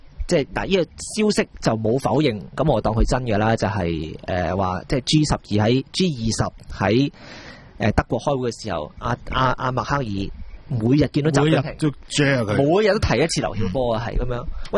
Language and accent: Cantonese; Hong Kong; 我哋香港人唔使咁妄自菲薄